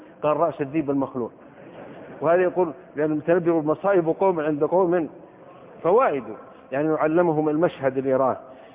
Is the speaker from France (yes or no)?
no; Saudi Arabia; وحضرت من السعودية مع 10 من طلبة العلم